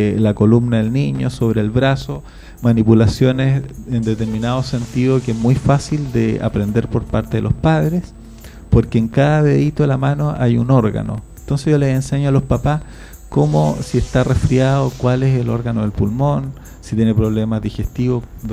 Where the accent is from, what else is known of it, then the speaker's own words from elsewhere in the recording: Chile; Bueno, eso somos los chilenos